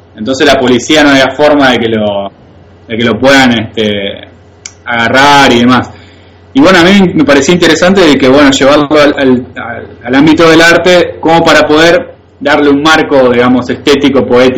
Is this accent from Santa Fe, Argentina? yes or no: yes; San Jorge, Santa Fe, Argentina; Claro, él nació en Carlos Pellegrini, yo nací en San Jorge, y están a 15 kilómetros, digamos, uno de otro, o 20.